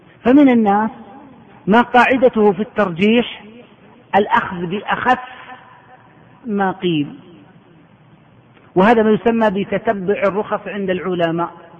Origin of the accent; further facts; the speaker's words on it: Saudi Arabia; العقوبة عندنا في السعودية 6 أشهر سجن وفصل من العمل